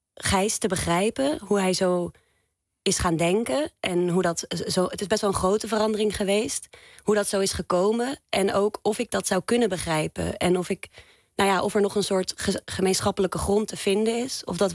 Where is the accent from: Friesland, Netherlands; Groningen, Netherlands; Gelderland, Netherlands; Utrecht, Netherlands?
Utrecht, Netherlands; Zeist; Ja, en we zijn beide opgegroeid in Zeist.